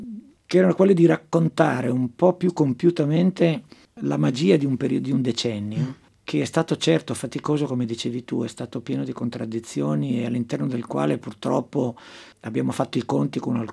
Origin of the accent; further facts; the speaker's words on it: Chiari, Lombardy, Italy; moved away as an adult; now in Milan, Italy; Il mio polo è sempre stato a Milano. Io sono bresciano d'origine.